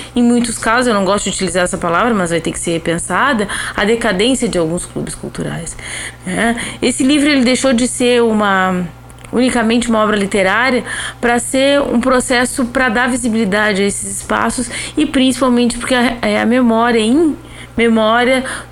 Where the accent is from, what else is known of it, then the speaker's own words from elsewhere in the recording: Jaguarão, Rio Grande do Sul, Brazil; eu sou natural de Jaguarão